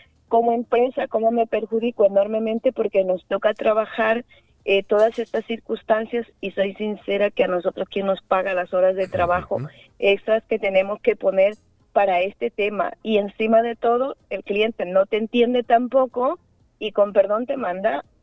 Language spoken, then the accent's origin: Spanish; Ecuador; los que mantenemos al país somos los ecuatorianos fuera.